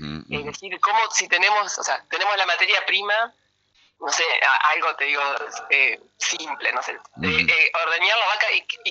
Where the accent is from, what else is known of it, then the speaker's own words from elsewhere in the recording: Gualeguaychú, Entre Ríos, Argentina; cuando yo me vine a estudiar acá, yo soy de Gualeguaychú